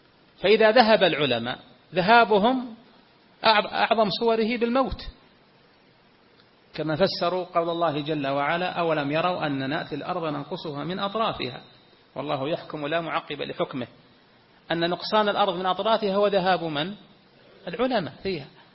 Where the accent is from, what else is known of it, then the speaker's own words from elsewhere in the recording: Saudi Arabia; بلدنا المملكة العربية السعودية ما زال فيها الحمد لله كوكبة من أهل العلم